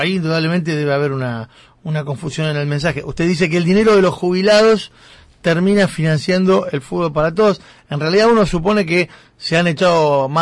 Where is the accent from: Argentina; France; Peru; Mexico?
Argentina; seremos todos argentinos. Ahí sí, somos todos argentinos.